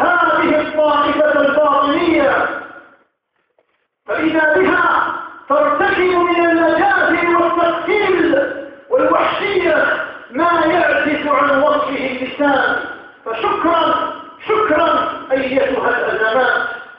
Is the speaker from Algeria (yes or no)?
yes; Algeria; ونذر الخطر تدق أجرافها في بلادنا الجزائر هنا وهناك